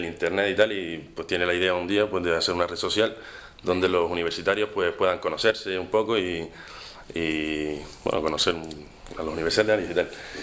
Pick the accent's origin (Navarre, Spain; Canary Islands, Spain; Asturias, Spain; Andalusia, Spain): Canary Islands, Spain; Las Palmas; now in Salamanca, Spain; Soy de Las Palmas, estoy aquí estudiando economía en Salamanca